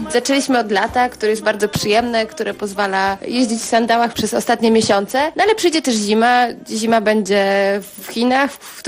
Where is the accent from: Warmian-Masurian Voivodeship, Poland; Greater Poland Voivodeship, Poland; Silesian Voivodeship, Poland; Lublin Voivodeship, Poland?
Silesian Voivodeship, Poland; Bielsko-Biała; Jesteśmy z Bielska Białej, to jest nasze rodzinne miasto i wyruszyliśmy w drogę rowerową z Bielska Białej do Japonii.